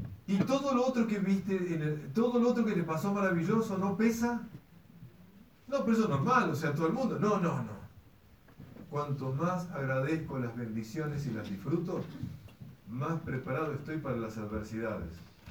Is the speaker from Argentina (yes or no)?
yes; Argentina; Como argentinos hay una materia que cursar.